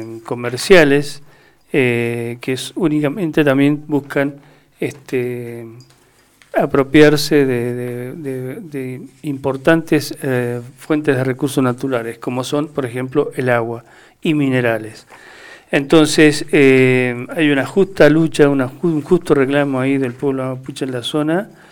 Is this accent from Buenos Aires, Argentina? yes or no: no; Mendoza, Argentina; nosotros como mendocinos tuvimos la semana pasada toda una situación bastante agitada